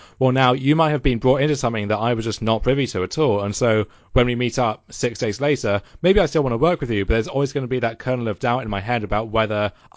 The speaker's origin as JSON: {"language": "English", "country": "United Kingdom", "said": "I was thinking, well, as a British six-year-old, it's kind of difficult to get into American reality TV."}